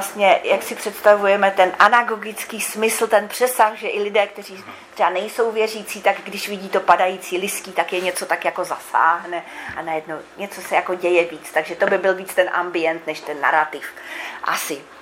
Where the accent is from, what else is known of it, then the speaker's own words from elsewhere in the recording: Vysočina Region, Czechia; Je to vlastně oblast okolo mé, nechci říct rodné vesnice, narodil jsem se v Porodnici, ale jako by vesnice, z které pochází rodina mého otce.